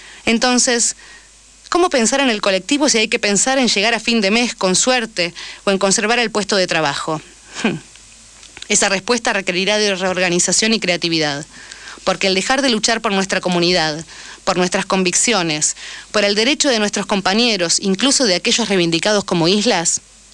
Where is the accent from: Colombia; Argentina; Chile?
Argentina; como también somos ciudadanos argentinos, nuestro problema no muere ahí